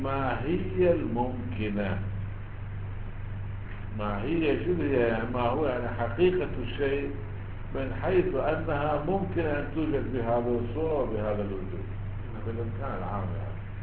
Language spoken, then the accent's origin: Arabic; Iraq; واحنا عندنا بالعراق